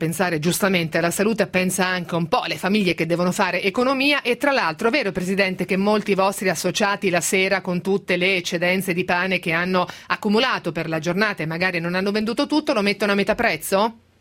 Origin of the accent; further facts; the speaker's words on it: Tuscany, Italy; il mio essendo toscano